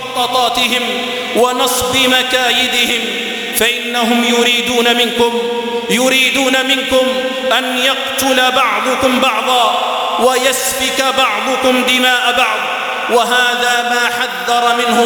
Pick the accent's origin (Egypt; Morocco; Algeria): Algeria; تستغل أوضاع بلادنا الجزائر